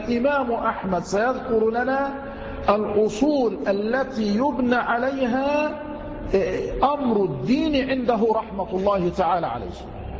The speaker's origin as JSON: {"language": "Arabic", "region": "Dakahlia", "country": "Egypt", "said": "تنيس هذه التي يقال لها بحيرة المنزلة عندنا في الدقهلية"}